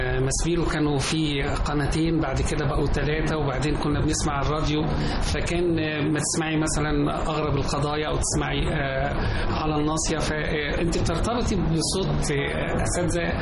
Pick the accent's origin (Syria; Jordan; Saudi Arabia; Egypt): Egypt; Shubra El Kheima, Qalyubia; انا من شبرا الخيمه